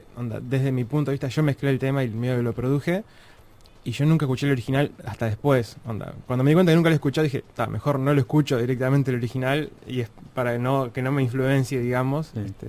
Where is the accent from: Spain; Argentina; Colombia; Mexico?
Argentina; Buenos Aires; paseando un poquito por Buenos Aires, mi ciudad natal